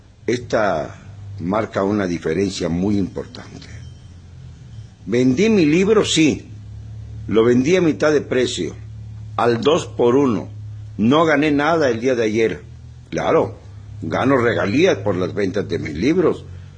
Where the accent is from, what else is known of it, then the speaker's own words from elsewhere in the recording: Mexico; Somos nosotros, los mexicanos, los que tenemos que hacer el papel de mandantes